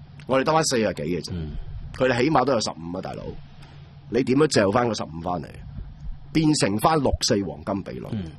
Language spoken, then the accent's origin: Cantonese; Hong Kong; 我哋香港人，你咪最多睇下半年咩环境咯